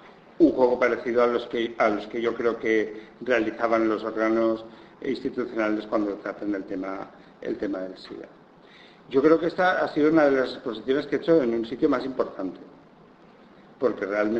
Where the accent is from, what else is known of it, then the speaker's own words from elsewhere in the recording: Benissa, Valencian Community, Spain; en un pueblecito al lado de mi pueblo, que es Benissa, en Alicante